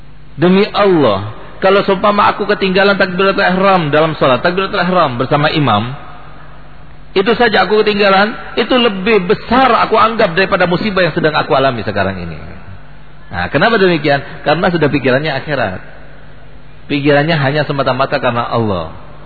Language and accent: Indonesian; East Java, Indonesia; Tapi yang Madura jangan tersinggung karena saya sendiri Madura.